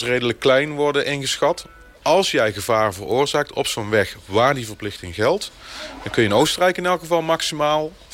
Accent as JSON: {"language": "Dutch", "country": "Netherlands", "said": "En dan komen wij als Hollanders daar aan en we denken dat we de koning van de weg zijn."}